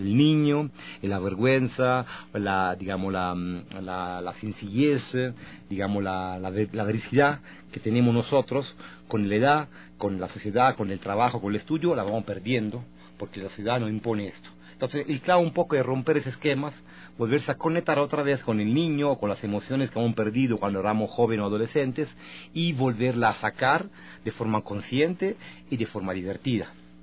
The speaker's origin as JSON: {"language": "Spanish", "country": "Italy", "second_language": "Spanish", "said": "Yo soy italiano, mi formación teatral comienza con la Comedia del Arte en Italia, en la Escuela de Teatro en Bolonia"}